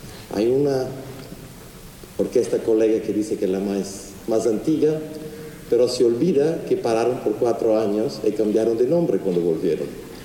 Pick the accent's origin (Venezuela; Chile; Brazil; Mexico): Brazil; Spanish is a second language; Yo como brasileño he hecho muy pocas cosas en los últimos 7 años de Brasil.